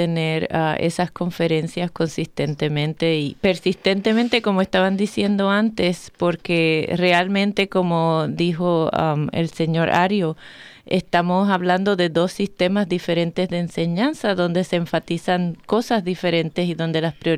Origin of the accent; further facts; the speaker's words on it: Puerto Rico; Yo me crié en Puerto Rico